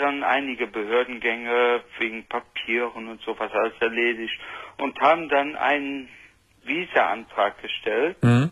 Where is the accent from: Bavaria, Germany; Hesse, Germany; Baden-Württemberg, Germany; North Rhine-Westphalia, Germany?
North Rhine-Westphalia, Germany; Cologne; Ich komme auch aus Köln.